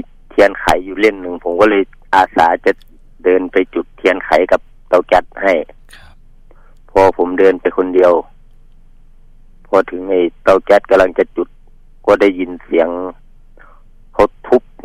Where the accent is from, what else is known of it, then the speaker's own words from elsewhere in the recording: Bueng Kan, Thailand; ครับบ้านเกิดแล้ว